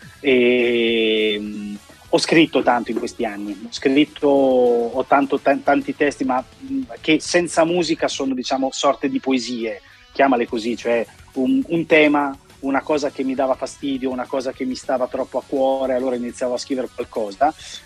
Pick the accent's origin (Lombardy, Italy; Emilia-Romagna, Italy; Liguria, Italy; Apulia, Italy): Emilia-Romagna, Italy; Rimini; Vi invidio, sinceramente, da riminese, la vostra radio è una radio che io ho sempre apprezzato da anni e anni e anni